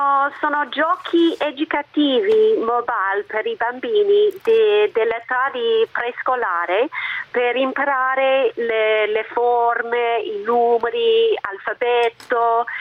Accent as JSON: {"language": "Italian", "country": "Australia", "second_language": "Italian", "lives_now": "Italy", "said": "io ho una laurea dall'Australia, sono australiana, che si sente"}